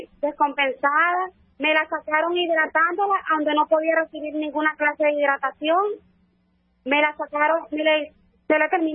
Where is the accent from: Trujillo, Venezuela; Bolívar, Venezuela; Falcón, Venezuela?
Bolívar, Venezuela; El Callao; Nosotros somos del Callao.